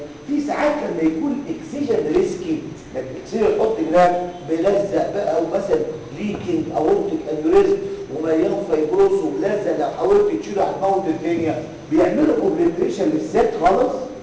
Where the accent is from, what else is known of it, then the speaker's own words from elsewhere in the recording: Egypt; عندنا في مصر الطريقه الرسميه اللي بتتعمل هي الاوبن